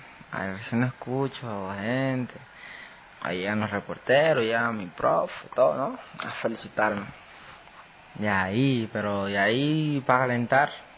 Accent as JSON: {"language": "Spanish", "country": "Ecuador", "said": "Yo en mi país pienso darle hasta lo último. A ver si conseguimos otra medalla olímpica. Y darle a hacer reconocer el nombre de Ecuador."}